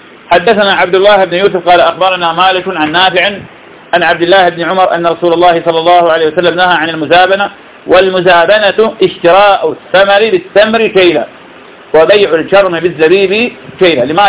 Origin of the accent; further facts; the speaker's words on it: Iraq; هذا موجود عندنا في العراق